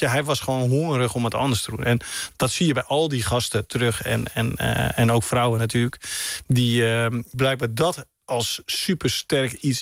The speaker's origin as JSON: {"language": "Dutch", "region": "Holland", "country": "Netherlands", "said": "Ja, misschien ben ik een Hollander die nu naar geld vraagt."}